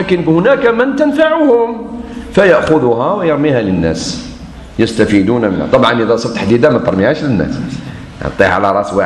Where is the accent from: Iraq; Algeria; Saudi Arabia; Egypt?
Algeria; احنا عندنا في الجزائر شيء ما شفتوش في بلدان واحدة أخرى